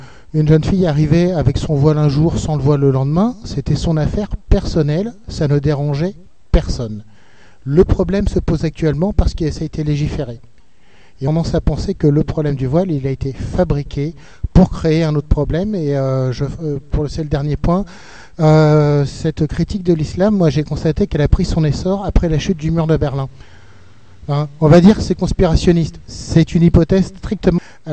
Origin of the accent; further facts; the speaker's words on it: Réunion, France; Autre point, je viens de La Réunion